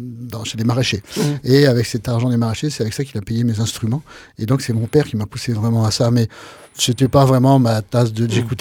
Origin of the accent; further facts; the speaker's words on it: Tours, Centre-Val de Loire, France; born there; j'ai fait beaucoup de balles populaires dans les petits villages de la Touraine, parce que je suis né à Tours